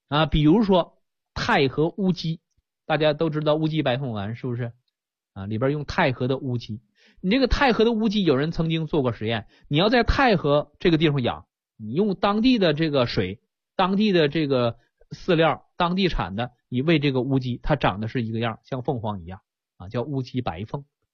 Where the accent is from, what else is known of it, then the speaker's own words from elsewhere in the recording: China; 您看我们中国人，我们黄皮肤黑头发